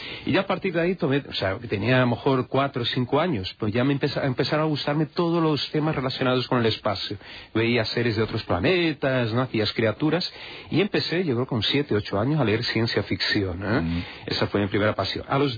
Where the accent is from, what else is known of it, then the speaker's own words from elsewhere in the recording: Brazil; Pero nacido y criado en Brasil. Sí. Sé que tengo, bueno, ascendencia en la región, en la zona de Jaén